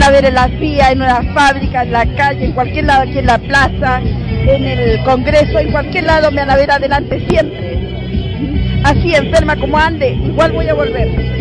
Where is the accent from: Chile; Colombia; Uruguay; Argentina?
Chile; Soy chilena.